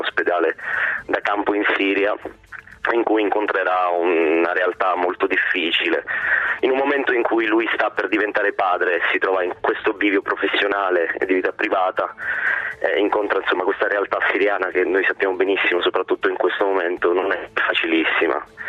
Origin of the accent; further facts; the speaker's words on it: Crotone, Calabria, Italy; born there; io sono di origine, sono nato a Crotone, sono calabrese